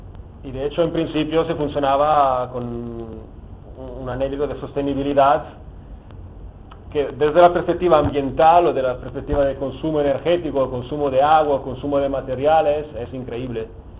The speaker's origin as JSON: {"language": "Spanish", "country": "Italy", "second_language": "Spanish", "lives_now": "Barcelona, Spain", "said": "ya llevo años viviendo en Barcelona, pero soy un poco torpe. Y lo haré en bueno, que tampoco es un gran castellano, porque como soy italiano sale a veces alguna palabra de itañol"}